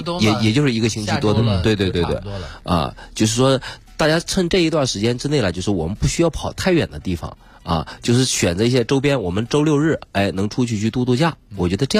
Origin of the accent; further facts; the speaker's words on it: Shanxi, China; 真的是跑回我们山西老家了。